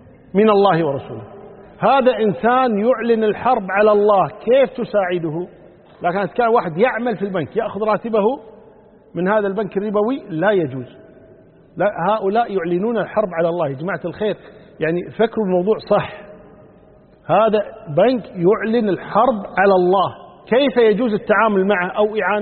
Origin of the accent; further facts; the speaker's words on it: Kuwait; صحيح بعض المساجد عندنا في الكويت هنا يخطبون قبل الزوال